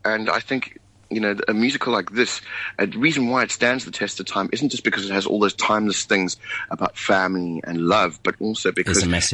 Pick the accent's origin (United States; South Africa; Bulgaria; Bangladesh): South Africa; And we would say we were from South Africa.